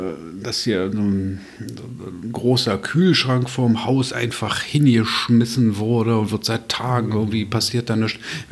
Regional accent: Berlin, Germany; Ich bin Berliner, ich brauche das.

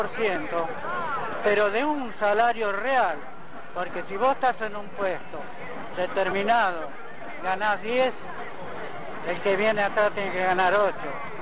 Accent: Rosario, Santa Fe, Argentina; soy un chico joven. … Soy de Rosario

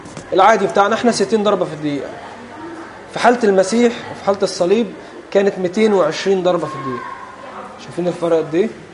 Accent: Egypt; وليه رفات هنا عندنا في مصر

